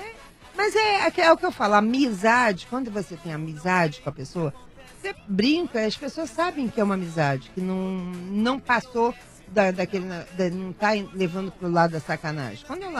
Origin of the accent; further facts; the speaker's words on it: Rio de Janeiro, Brazil; now in São Paulo, Brazil; eu mudei para São Paulo, eu sou carioca.